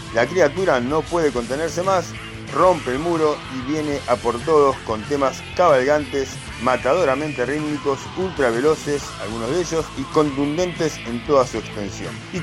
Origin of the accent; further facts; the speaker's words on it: Argentina; Como soy argentino y no vivo en un cubito, me tengo que adaptar a la situación